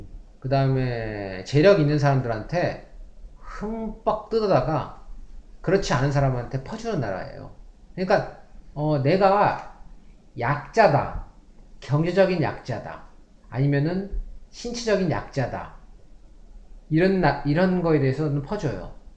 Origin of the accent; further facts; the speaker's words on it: South Korea; now in Canada; 여기 살면서 우리나라가 이 정도밖에 평가를 못 받는구나. 근데 사실 대외적인 이미지도 있지만, 여기서, 이 캐나다에서 있는 한국, 한인들이 만들어 놓은 하나의